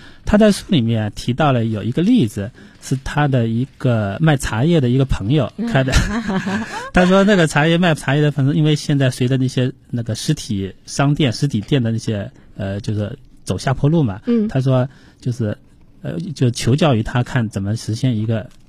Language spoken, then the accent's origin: Chinese; China; 任何现在我们中国人很多人手都是一部智能手机